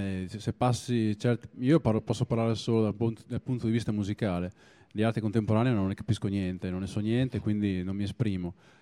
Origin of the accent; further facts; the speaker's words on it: Emilia-Romagna, Italy; Tutta l'Emilia Romagna, compresa Reggio Emilia e anche il mio paesino, aveva due radio locali